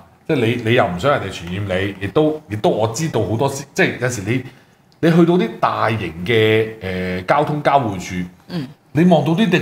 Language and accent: Cantonese; Hong Kong; 我哋香港人每人收到一皮嘢呢個標準嚟計咧